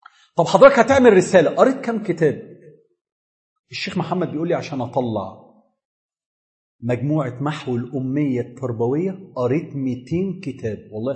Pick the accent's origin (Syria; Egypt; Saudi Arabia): Egypt; سهر الليالي دي بقت افلام عندنا في مصر